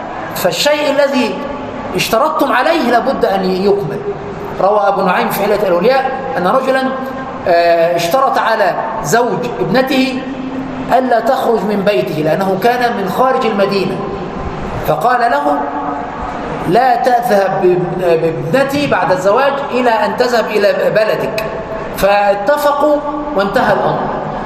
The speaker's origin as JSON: {"language": "Arabic", "country": "Egypt", "said": "عندنا في مصر يقولون"}